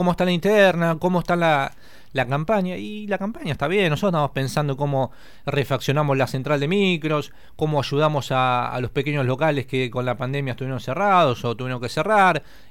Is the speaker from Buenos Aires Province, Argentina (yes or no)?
yes; Buenos Aires Province, Argentina; nosotros somos bonaerenses.